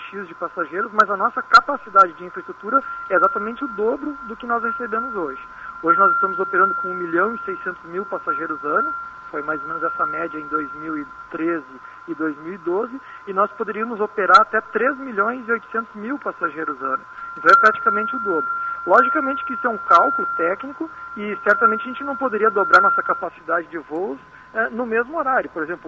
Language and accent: Portuguese; Porto Alegre, Rio Grande do Sul, Brazil; Eu venho lá do Sul, venho de Porto Alegre.